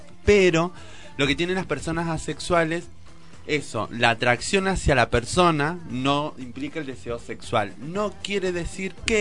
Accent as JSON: {"language": "Spanish", "region": "Salta", "country": "Argentina", "said": "Pero yo soy de Salta"}